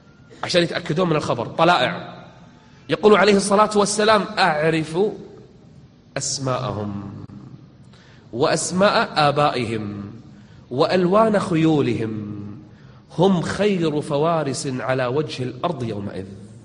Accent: Kuwait; إحنا عندنا بالكويت واحد من زمان يقول أنا المهدي

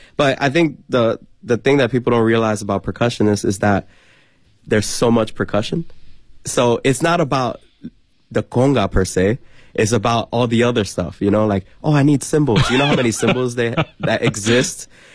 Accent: New York City, New York, United States; Well, no, because I'm from New York, from New York City.

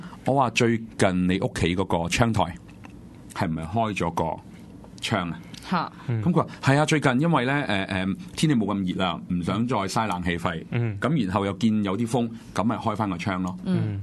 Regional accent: China; 動物通靈術呢個字咧，嚴格嚟講就係我哋中國人噏出嚟嘅啫

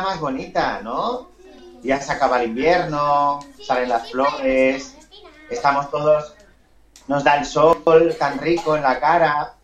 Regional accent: Argentona, Catalonia, Spain; yo soy de Barcelona, de un pueblecito muy pequeño que se llama Argentona

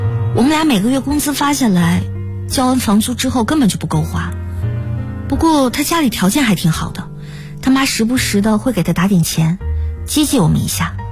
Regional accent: northern China, China; now in Guangzhou, China; 其实我是北方人，老家在一个五线小城市。大学毕业后我就去了广州工作

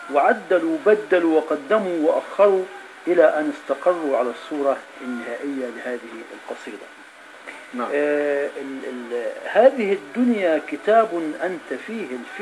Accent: Upper Egypt, Egypt; زي ما عندنا في الصعيد بيقولوا هو العمر لا يطول ولكنه يجعل فيه

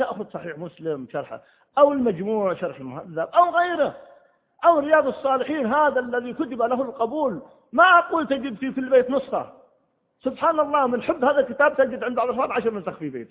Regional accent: Egypt; عمره 35 سنة فقط عندنا في مصر

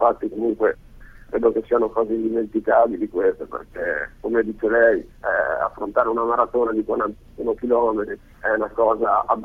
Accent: Belluno, Veneto, Italy; Io ho 24 anni, vengo da Belluno

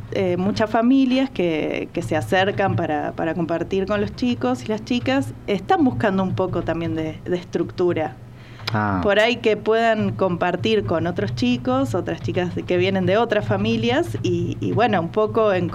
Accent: Buenos Aires, Argentina; now in Tanti, Argentina; Yo soy de Buenos Aires, vivo en Tanti hace un año y medio

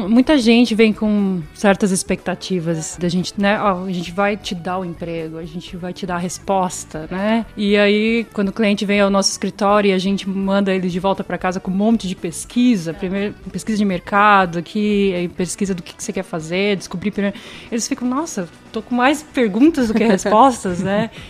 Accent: Brazil; now in Canada; eu sou brasileira, adoro a língua portuguesa, mas realmente, depois de 7 anos aqui, você vai perdendo alguma coisinha.

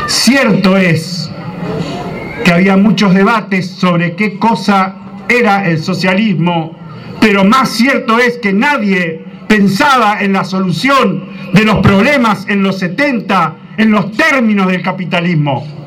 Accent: Santa Fe, Argentina; Yo soy santafesino

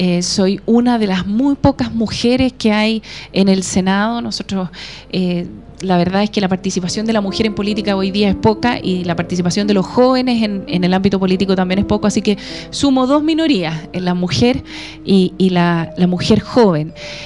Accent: Gorbea, Araucanía, Chile; also born or lived in Cajón; Me crié en el sur, en el campo, de una familia típica del campo del sur. Vivíamos en un pueblo que se llama Cajón y un pueblo que se llama Gorbea.

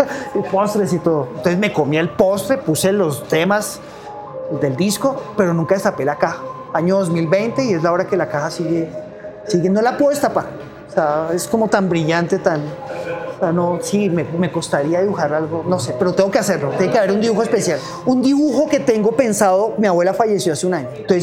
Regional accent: Facatativá, Cundinamarca, Colombia; Yo vengo de Facatativá.

